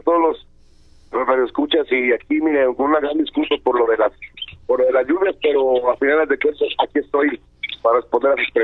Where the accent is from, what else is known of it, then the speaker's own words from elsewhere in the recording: Jalisco, Mexico; regresar a mi casa y pues qué más que como lo hacía antes, pues de Jalisco, ¿no? El sombrero y al estilo de aquí de mi tierra.